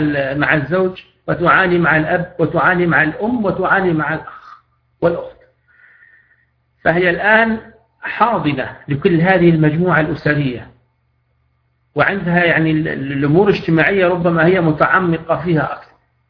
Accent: Libya; بحكم أني راقي ومعالج في بلدي ليبيا

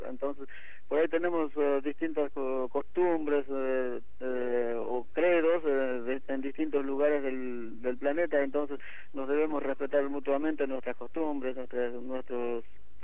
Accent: Bolivia; now in Argentina; más o menos consolidarnos nosotros acá como comunidad boliviana, pero integrado tanto a la comunidad argentina

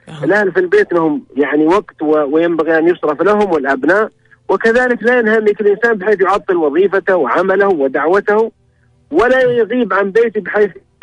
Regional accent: Syria; now in Riyadh, Saudi Arabia; أنا سوري مقيم في الرياض يعني

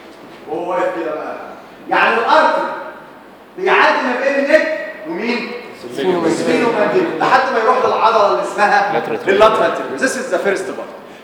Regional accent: Egypt; لا احنا عندنا في مصر اي حوار بتتكلم معاه كده مبسوط منك

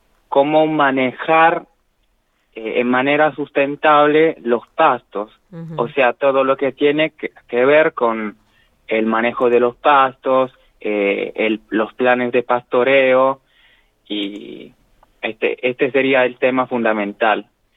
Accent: Sardinia, Italy; now in Argentina; acá en La Pampa es como que hay una distribución que no es homogénea de la lluvia. En Cerdeña, en mi tierra, es un poquito más homogénea.

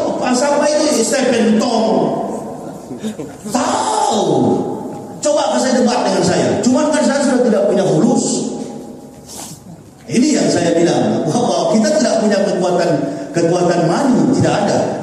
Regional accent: Manado, North Sulawesi, Indonesia; saya kan orang Manado.

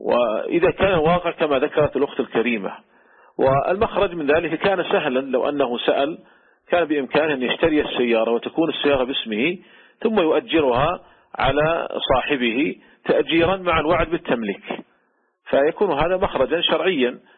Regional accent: Saudi Arabia

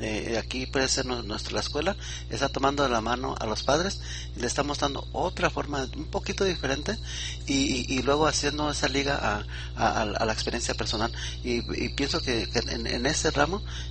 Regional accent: Mexico; now in United States; estoy yo experimentando en Estados Unidos también con donde entramos nosotros como mexicanos, entramos como hispanos

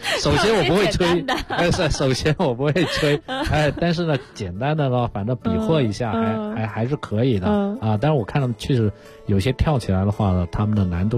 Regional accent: Guangxi, China; 我是广西人啊，就是我们广西柳州有一个县叫三江县

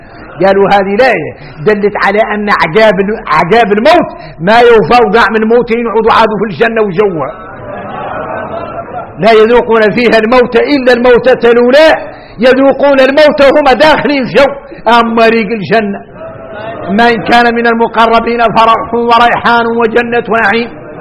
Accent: Mauritania; احنا موريتاني نتفايل الرسل نسموا على الأنبياء

